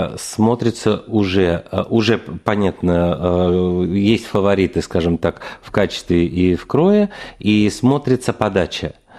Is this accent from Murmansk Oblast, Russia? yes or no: no; Moscow, Russia; На мой взгляд, даже намного лучше московских, многих. Это я вот говорю как москвич